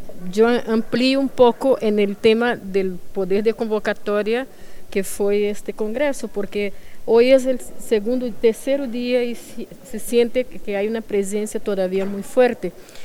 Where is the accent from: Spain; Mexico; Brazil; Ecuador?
Brazil; yo soy brasileña y eso no puedo dejar de lado en ningún momento